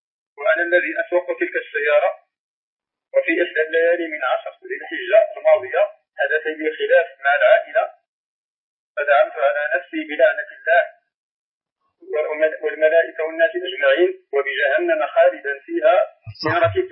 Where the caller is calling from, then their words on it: Morocco; أنا خارج من المغرب